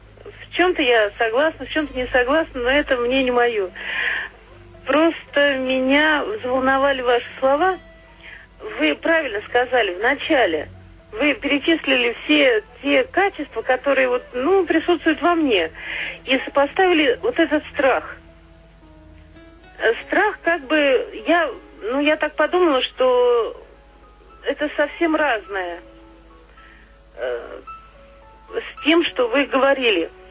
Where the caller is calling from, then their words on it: Ivanovo, Ivanovo Oblast, Russia; Я звоню из Иваново.